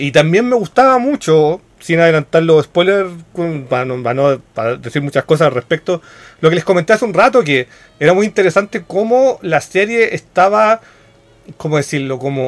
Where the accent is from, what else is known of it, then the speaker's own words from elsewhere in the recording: Chile; Como yo tirarme como chilena sin saber el idioma